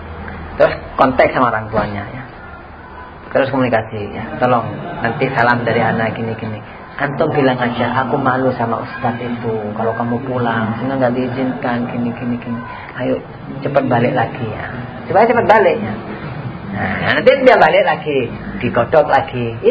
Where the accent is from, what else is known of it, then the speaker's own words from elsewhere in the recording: Java, Indonesia; Kebanyakan orang Jawa. Kita ini orang Jawa, rata-rata. Madura Jawa juga.